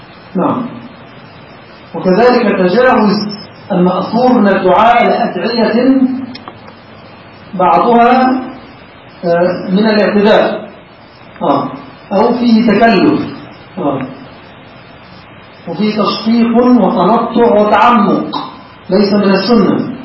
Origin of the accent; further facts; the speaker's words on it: Egypt; هذا مشتهر عندنا في مصر في بعض، وما زال في بعض المساجد